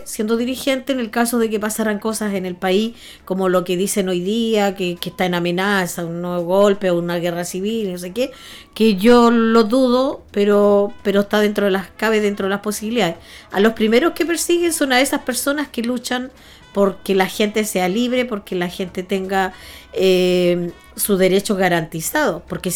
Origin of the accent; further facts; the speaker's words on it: Concepción, Biobío, Chile; Soy de Chile. Soy chilena, soy de Concepción, de Pedro del Río.